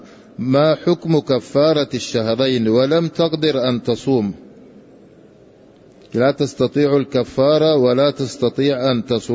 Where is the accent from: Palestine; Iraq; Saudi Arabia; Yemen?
Iraq; أنا من العراق أعمل في مجال إرشاد المعتمرين